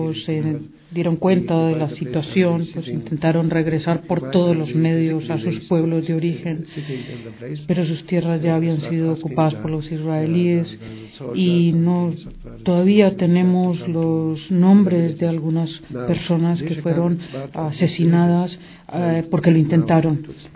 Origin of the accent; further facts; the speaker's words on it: Dheisheh, West Bank, Palestine; Para explicar un poco cómo surgió Deisha, el campo de Deisha, de donde vengo yo.